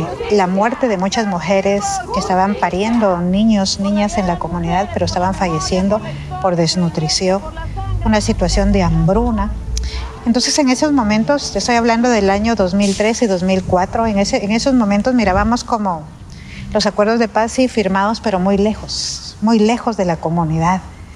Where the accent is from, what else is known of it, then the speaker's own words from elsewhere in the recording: Ximulé, Guatemala; Soy una mujer maya cacchi xinca. Nací en Ximulé, Guatemala, y vengo desde ahí.